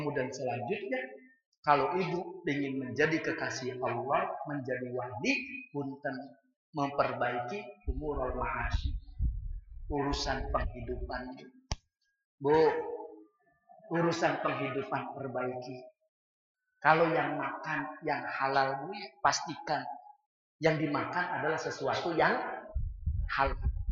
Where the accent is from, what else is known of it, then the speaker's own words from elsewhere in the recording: Cirebon, West Java, Indonesia; kita orang Cirebon